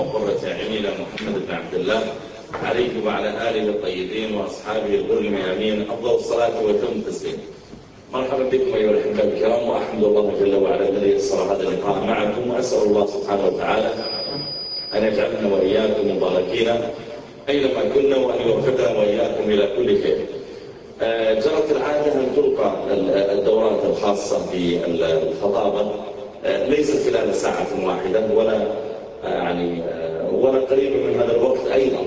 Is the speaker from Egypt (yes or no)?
no; Riyadh, Riyadh Province, Saudi Arabia; عندنا في الرياض